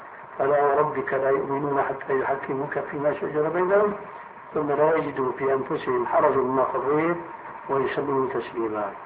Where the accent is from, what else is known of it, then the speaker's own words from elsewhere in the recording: Syria; كما يقولون عندنا في الشام